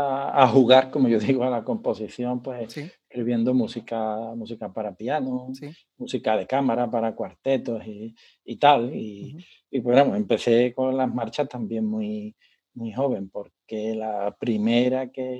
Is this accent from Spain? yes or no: yes; Seville, Andalusia, Spain; Simplemente que como soy sevillano, pues yo no conozco a ningún músico sevillano con un mínimo de sensibilidad